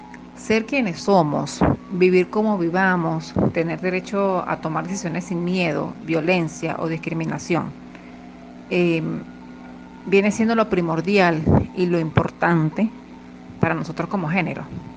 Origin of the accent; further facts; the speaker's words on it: Venezuela; Sin embargo, como venezolana, continúo apostando a la inclusión de la juventud a nivel latinoamericano y, por qué no, mundial.